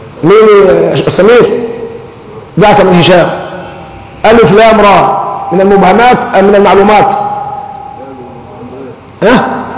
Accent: Egypt; يعني عندنا أمران، عندنا كمصريين الفتوى يعني الإجابة فيهم سهلة جدا

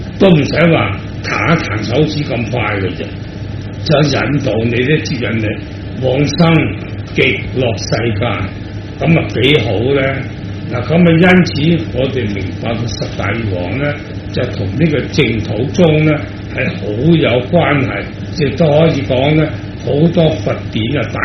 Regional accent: Hong Kong; 我哋香港人都知啦

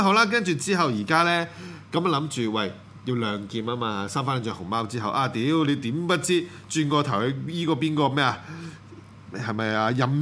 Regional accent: Hong Kong; 我哋香港人真會俾人笑㗎。

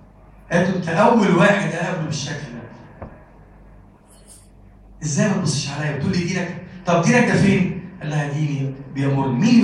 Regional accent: Egypt; اللهم اجعل بلدنا مصر بلدا آمنا مطمئنا وسائر بلاد المسلمين

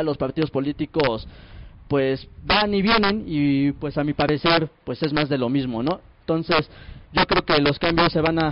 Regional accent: Mexico; also born or lived in Venezuela; Vengo de la delegación Tláhuac, donde radico actualmente. Soy mexicano, pero parte de mi vida la he radicado en Venezuela.

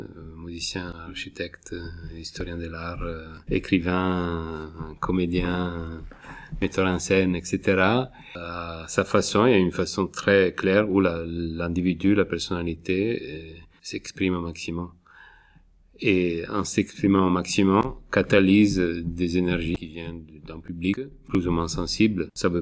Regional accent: Italy; En Italie, je suis italien, ce problème est arrivé au niveau de la politique.

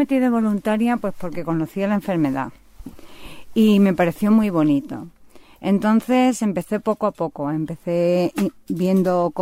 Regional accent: Seville, Andalusia, Spain; yo soy sevillana, mi madre pues pertenecía a Acción Católica

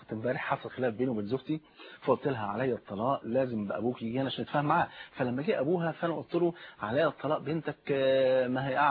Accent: Egypt

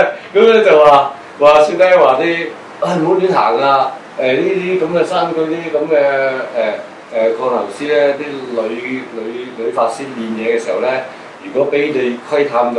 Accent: China; 有可能所謂我哋中國人所講魂魄都唔齊啊。

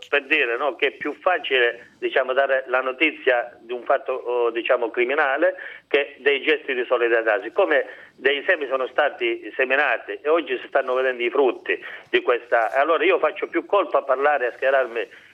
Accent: Isola di Capo Rizzuto, Calabria, Italy; almeno parlo perché io sono di Isola, non è solo mafia.

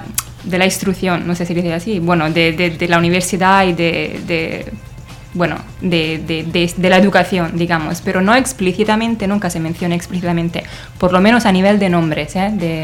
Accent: Italy; Spanish is a second language; now in Spain; yo soy italiana, como nuestras oyentes habrán entendido ya, no tenemos en Italia un ministerio de la ciencia.

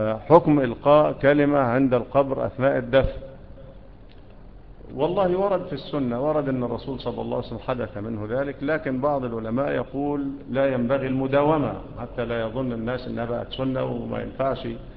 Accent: Egypt; ومنا احنا كمصريين ايه اللي بيعملوه ده؟

